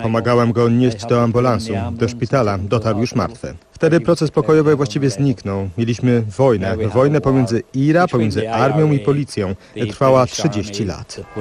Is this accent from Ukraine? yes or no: no; Northern Ireland, United Kingdom; Jestem z północy. Dorastałem podczas kłopotów.